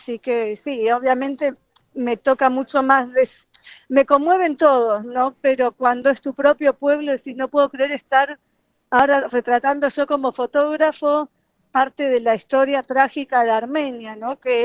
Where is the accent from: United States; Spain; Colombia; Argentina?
Argentina; sí soy inmigrante, me reconozco como inmigrante, aunque crecí toda la vida en Argentina. Pero bueno, sé que hay una parte mía que viene de otro lado, ¿no?